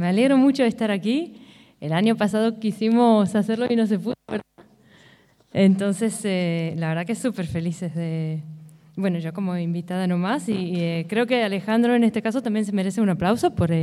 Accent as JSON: {"language": "Spanish", "country": "Israel", "tie": "born or raised there", "said": "yo también lo soy, nací y crecí en Israel"}